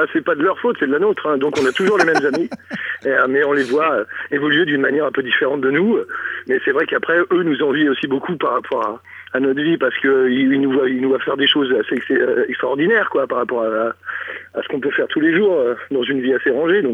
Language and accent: French; Île-de-France, France; On est du Val d'Oise